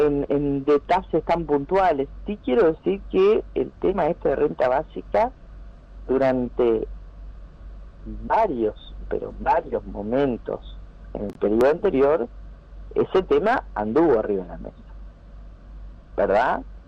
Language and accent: Spanish; Uruguay; estamos hablando de un plan de contingencia que colabore para salir adelante como uruguayos.